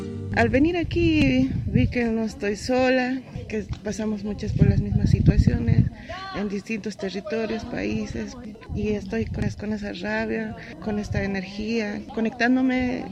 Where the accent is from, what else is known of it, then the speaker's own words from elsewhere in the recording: La Paz, Bolivia; now in Buenos Aires, Argentina; soy de La Paz, Bolivia, pero migré a Argentina. Ahora estoy viviendo en el barrio de Lugano, Villa 20.